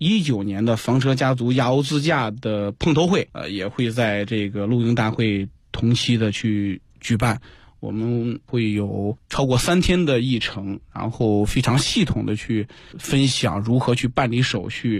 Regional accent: China; 向这个营地的游客去展示我们这个中国人的风采

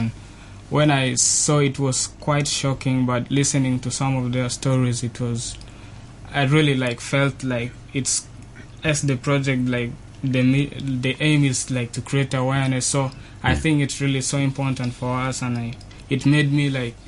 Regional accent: Sudan; from Sudan.

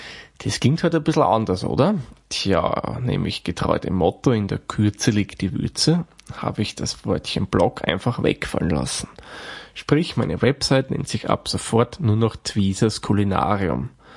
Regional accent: Austria; Und gegen Ende dieser Folge hat er gemeint, dass es dieses Produkt sicherlich auch bei uns in Österreich geben würde.

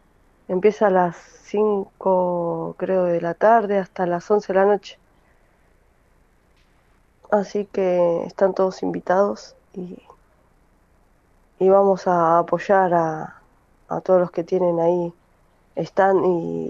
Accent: Quilmes, Buenos Aires Province, Argentina; de Quilmes

